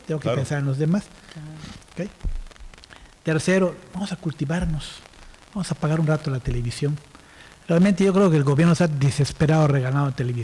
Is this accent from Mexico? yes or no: yes; Mérida, Yucatán, Mexico; como meridanos, yucatecos, mexicanos